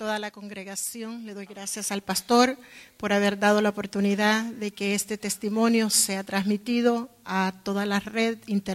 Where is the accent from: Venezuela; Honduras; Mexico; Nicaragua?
Nicaragua; Quiero decirle que soy nicaragüense, nací en Nicaragua